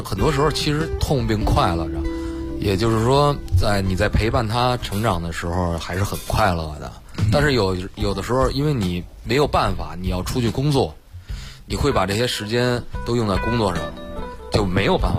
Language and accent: Chinese; Beijing, China; 刚才也说到我是从胡同里长大的。